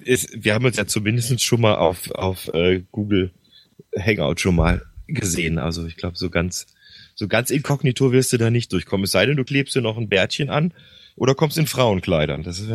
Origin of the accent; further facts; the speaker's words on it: Bergneustadt, North Rhine-Westphalia, Germany; born there; Also ganz genau bin ich geboren in Gummersbach, also in Bergneustadt, das ist kurz neben Gummersbach, also im Oberbergischen Kreis eigentlich.